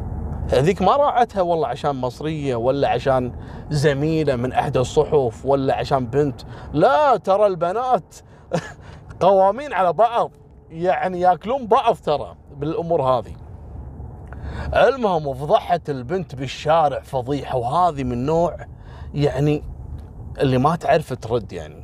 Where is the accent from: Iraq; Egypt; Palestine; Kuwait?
Kuwait; احنا كويتيين قليل في شارع الصحافه